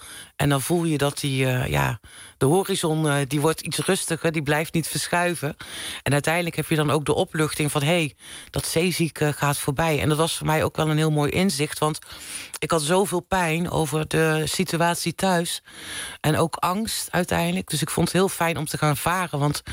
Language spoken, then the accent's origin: Dutch; North Brabant, Netherlands; ik kom uit Brabant oorspronkelijk.